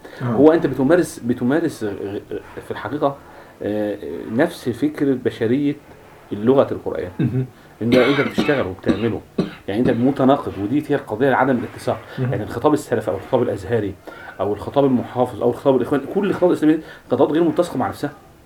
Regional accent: Egypt; ان الدراسات اللغويه عندنا في مصر

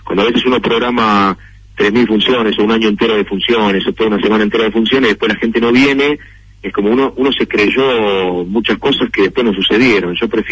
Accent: Argentina; es lo mejor que te puede pasar siendo argentino, porque hay un código entre nosotros que entendemos

